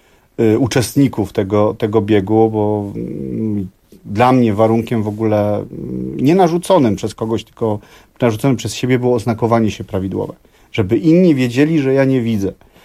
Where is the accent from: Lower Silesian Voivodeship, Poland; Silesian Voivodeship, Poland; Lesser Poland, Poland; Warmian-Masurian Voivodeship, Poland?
Lesser Poland, Poland; Kraków; Tak, ja jestem z Krakowa